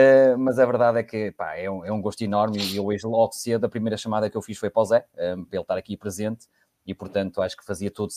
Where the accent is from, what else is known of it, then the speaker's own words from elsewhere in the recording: Porto, Portugal; festejar no Porto para nós tem um significado muito grande.